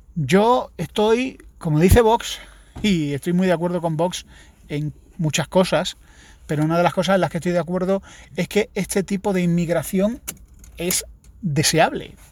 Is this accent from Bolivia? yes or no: no; Andalusia, Spain; son más madrileños que yo, que soy andaluz.